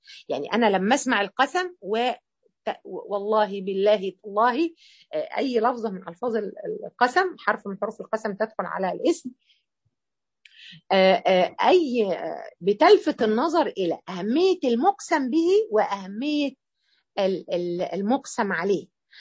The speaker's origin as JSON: {"language": "Arabic", "country": "Egypt", "said": "أشهر يمين عندنا إحنا كمصريين والنبي،"}